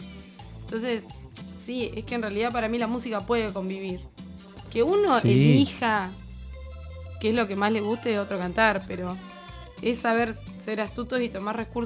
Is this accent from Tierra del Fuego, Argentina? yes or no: no; Chubut, Argentina; en el paisaje rupestre, se podría decir, de Chubut. hay un trayecto que va de mi pueblo a la ciudad de Trelew